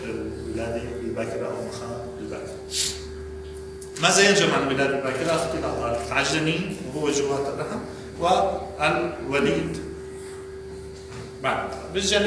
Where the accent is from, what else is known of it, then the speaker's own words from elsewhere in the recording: Syria; عندنا بسوريا يختلف حسب المكان حسب المشفى حسب الكميات الطبية